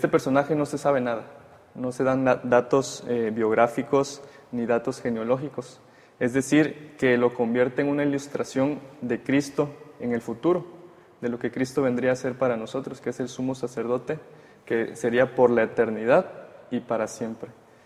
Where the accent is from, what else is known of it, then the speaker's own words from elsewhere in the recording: Comalcalco, Tabasco, Mexico; igual estudio teología, mi cuarto año y soy de Comalcalco, Tabasco.